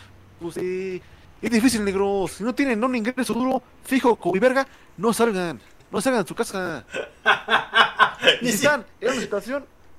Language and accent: Spanish; Mexico; Somos de México, chingas madre.